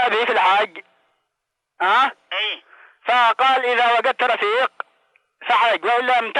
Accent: Yemen; moved away as an adult; now in Saudi Arabia; أنا قدمت من اليمن. للسعودية للعمل.

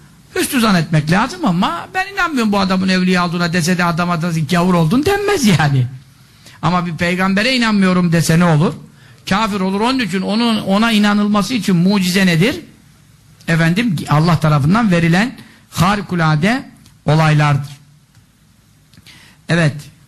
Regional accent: Samsun, Turkey; Memleketim benim. Annem oralı, dedem hep oralı. Samsun tarafındanız

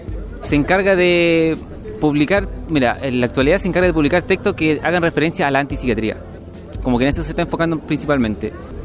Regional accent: Pirque, Santiago Metropolitan Region, Chile; Nosotros venimos de Pirque, así que como que por eso estamos familiarizados con lo que es los animales y lo que es el redil.

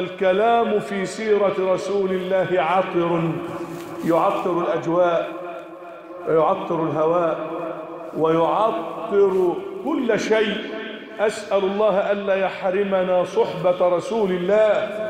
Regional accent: Egypt; أن تجعل بلدنا مصر أمناً أماناً

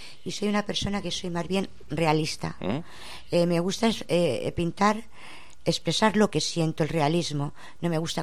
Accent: Madrid, Community of Madrid, Spain; now in Valdemoro, Spain; Y bueno, yo soy de Madrid y bueno, pues vivo en Valdemoro.

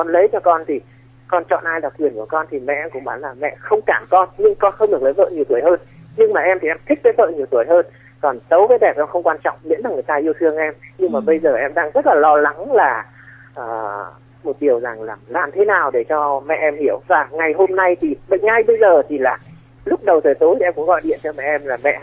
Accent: Thanh Hoa, Vietnam; now in Hanoi, Vietnam; em thì lớn lên ở Thanh Hóa và hiện tại thì em đang làm ở Hà Nội ạ.

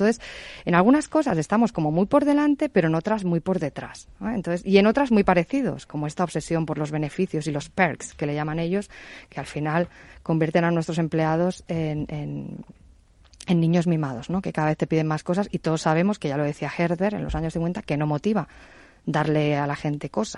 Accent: Spain; la verdad es que obviamente yo soy española

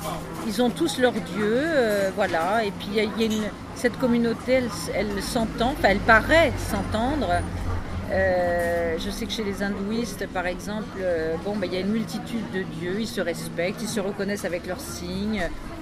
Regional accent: Paris, Île-de-France, France; Mais mon père est parisien, je suis née à Paris et je suis parisienne.

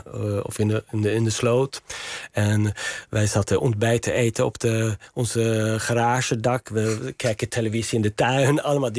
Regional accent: Järna, Stockholm County, Sweden; Dutch is a second language; En er is een soort centrum in Järna, waar ik vandaan kom in Zweden.

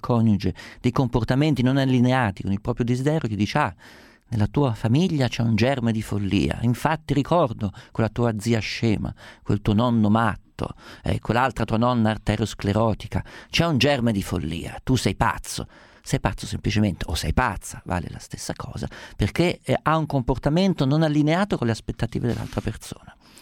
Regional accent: Umbria, Italy; essendo umbro so esattamente quanto Gubbio sia una città felicemente colpita dallo stigma di questa follia

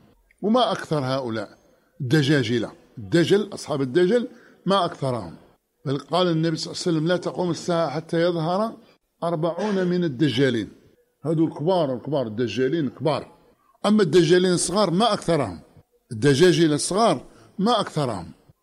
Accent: Oran, Oran Province, Algeria; عندنا في وهران

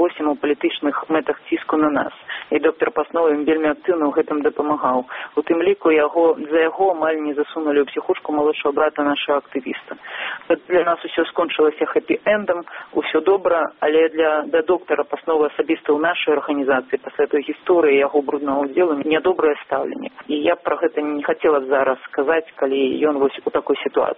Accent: Vitebsk, Vitebsk Region, Belarus; з Віцебску, з майго роднага горада

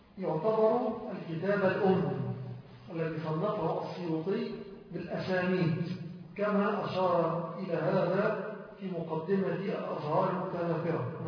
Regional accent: Egypt; أنا أقول على الأقل في بلدنا مصر

